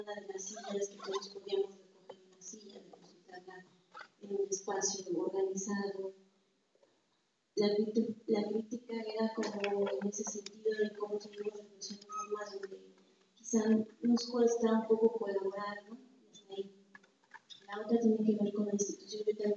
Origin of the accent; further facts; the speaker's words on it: Valle de Chalco, State of Mexico, Mexico; vengo del Estado de México, del Valle de Chalco.